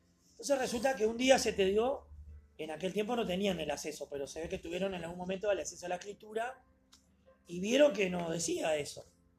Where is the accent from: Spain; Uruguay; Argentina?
Uruguay; Porque yo soy uruguayo y mis sentimientos, mis emociones hacen que yo diga eso.